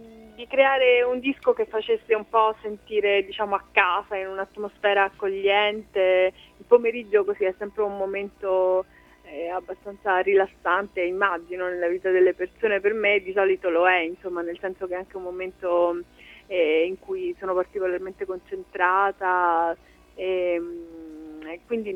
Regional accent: Apulia, Italy; in un momento magari in cui così dalle mie parti nel Salento non c'era la possibilità di vivere la musica in maniera molto quotidiana

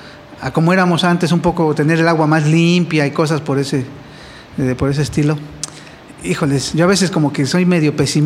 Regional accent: Los Reyes La Paz, State of Mexico, Mexico; Desde hace 25 estoy ya viviendo aquí. Yo soy originario de Los Reyes, La Paz, Estado de México.

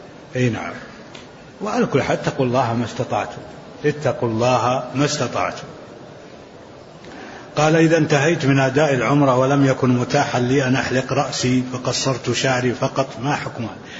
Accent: Jeddah, Makkah Province, Saudi Arabia; أنا من أهل جدة

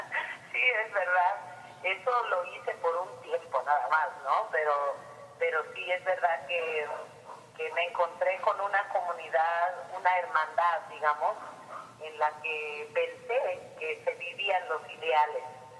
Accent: Oaxaca, Mexico; born there; also born or lived in United States; me tocó nacer en Oaxaca, mi tierra, pero siempre íbamos y veníamos.

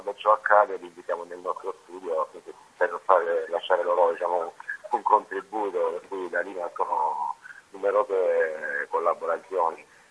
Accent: Apulia, Italy; Sì, chiaramente noi da salentini cantiamo dialetto e scriviamo la nostra cultura, la nostra terra

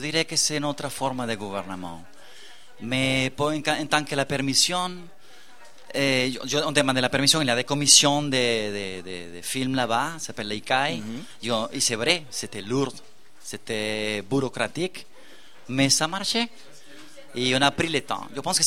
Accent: Venezuela; moved away as an adult; now in Montréal, Canada; je suis un latino-américain, je viens du Venezuela, qui habite depuis 18 ans à Montréal, au premier monde, et qui revient là-bas.

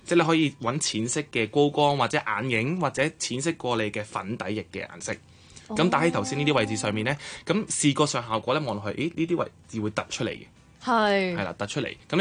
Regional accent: Hong Kong; 因為我發覺泰國人佢哋本身好中意黐睫毛嘅，但係。我哋香港人唔係好中意嘅

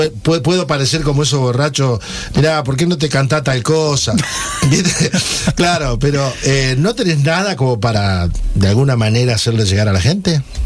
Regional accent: Santo Tomé, Santa Fe, Argentina; yo soy de Santo Tomé, de allí de la provincia de Santa Fe.

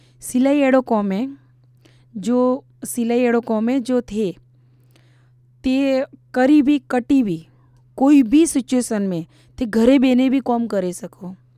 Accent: Ahmedabad, Gujarat, India; मैं अहमदाबाद से बिलोंग करती हूँ और मेरा बर्थ जमालपुर चारस्ता म्यूनसिपल्टी कॉरपोरेशन में हुआ था और मैं वहीं की रहने वाली हूँ। मैं वहीं रहती हूँ अहमदाबाद में

